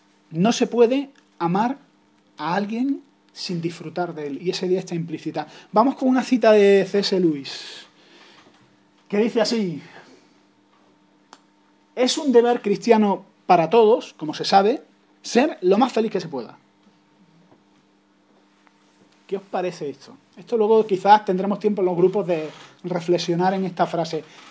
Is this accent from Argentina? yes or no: no; Andalusia, Spain; Yo que tengo, como andaluz, tengo una vena humorística